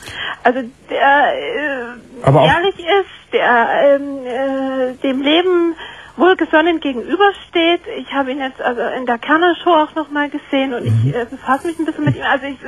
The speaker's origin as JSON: {"language": "German", "town": "Munich", "region": "Bavaria", "country": "Germany", "said": "Ich bin aus München."}